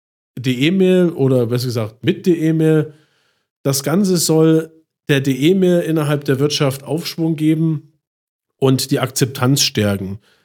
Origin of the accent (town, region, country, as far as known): Chemnitz, Saxony, Germany; born or raised there